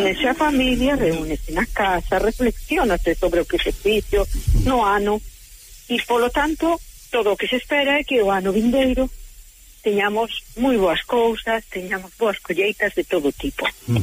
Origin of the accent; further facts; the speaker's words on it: Carril, Galicia, Spain; Mira, pero como eu son de Carril, será da Ameixa.